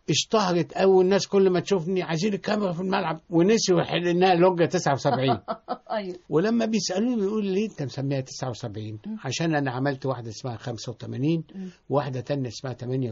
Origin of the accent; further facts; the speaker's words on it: Tanta, Gharbia, Egypt; ولان انا طبعا من طنطا اصلا